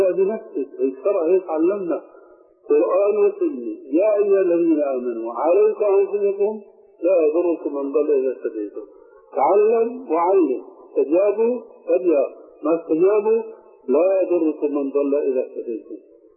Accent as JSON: {"language": "Arabic", "country": "Syria", "said": "ونحن عندنا في الشام"}